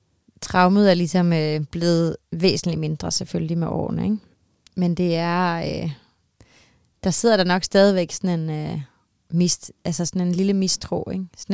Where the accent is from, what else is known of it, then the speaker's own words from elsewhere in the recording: Copenhagen, Capital Region of Denmark, Denmark; når jeg så var hjemme i København og gå rundt i de her gader